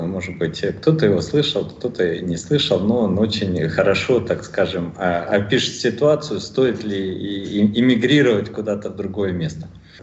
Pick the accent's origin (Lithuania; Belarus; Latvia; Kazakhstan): Kazakhstan; Almaty; moved away; also born or lived in Kaliningrad, Russia; Я в то время, кстати, жил в Казахстане. Вернее, я родился и вырос в Казахстане, в Алма-Ате. А потом 2,5 года жил в Калининграде